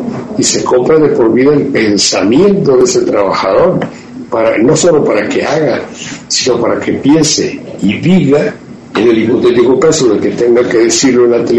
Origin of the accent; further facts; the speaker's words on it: Mexico; Ahora los mexicanos somos un mexicano es enemigo de otro.